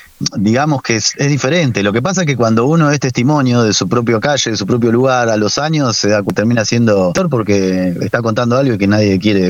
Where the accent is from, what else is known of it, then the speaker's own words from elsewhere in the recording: Argentina; que nos representan muchísimo como argentinos también